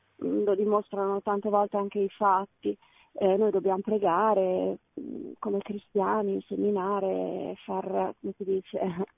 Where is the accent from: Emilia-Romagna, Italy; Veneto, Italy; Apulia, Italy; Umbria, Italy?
Emilia-Romagna, Italy; Ravenna; sono di Ravenna e volevo dire che sì